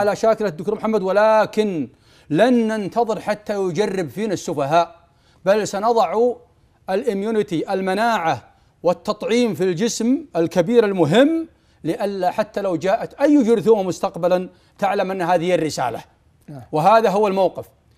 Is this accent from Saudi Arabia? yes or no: yes; Saudi Arabia; لما يعني الدولة عندنا في السعودية والمجتمع يمسكون أبنائهم لئلا يذهبوا إلى العراق